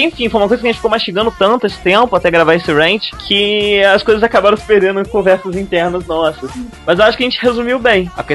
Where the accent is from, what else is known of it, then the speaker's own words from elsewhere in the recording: Campos, Brazil; Não, a gente veio de Campos, lá não tem gente que não é escroto.